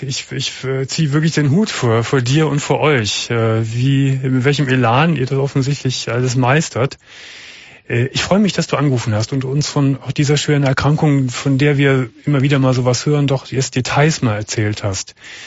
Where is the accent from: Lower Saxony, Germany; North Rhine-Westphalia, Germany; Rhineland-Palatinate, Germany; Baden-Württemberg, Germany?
North Rhine-Westphalia, Germany; Gummersbach; Ich komme aus dem Land, kann man das nicht sagen, aber aus einer kleinen Stadt im Oberbergischen, aus Gummersbach.